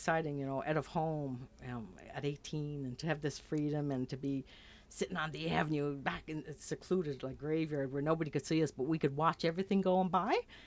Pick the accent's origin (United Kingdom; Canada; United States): Canada; Charlottetown, Prince Edward Island; Well, my story, I think back to growing up in Charlottetown. And of course, Charlottetown's bigger than it used to be. But I left at age 21 and came back at 29